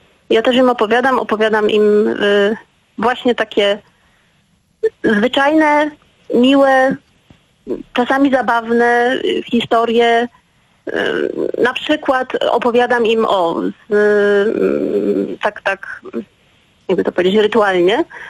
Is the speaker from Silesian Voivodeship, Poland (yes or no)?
yes; Silesian Voivodeship, Poland; Ja pochodzę z pogranicza Śląska Górnego i Cieszyńskiego.